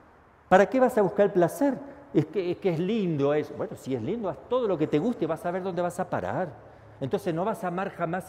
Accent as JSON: {"language": "Spanish", "country": "Argentina", "said": "Disculpe que hay una palabra fea, yo soy argentino, me salió ahí."}